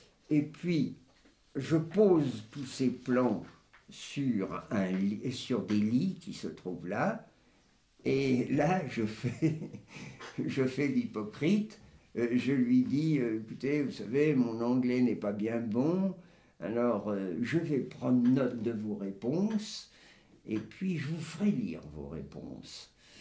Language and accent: French; France; je suis français